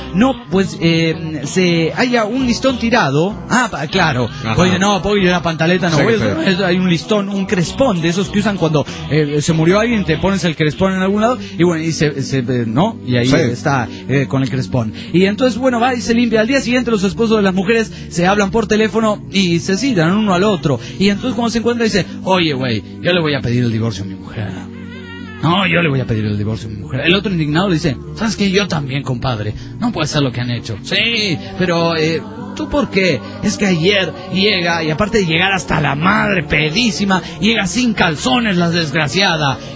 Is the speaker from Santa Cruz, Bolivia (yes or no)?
yes; Mairana, Santa Cruz, Bolivia; born there